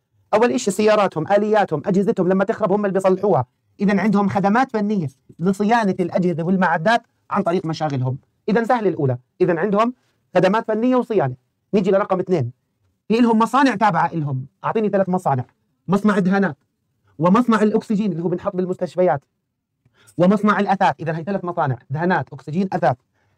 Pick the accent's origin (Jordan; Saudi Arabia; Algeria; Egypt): Jordan; احنا كأردنيين لما شاركنا في قوات حفظ السلام شو كان هدفنا؟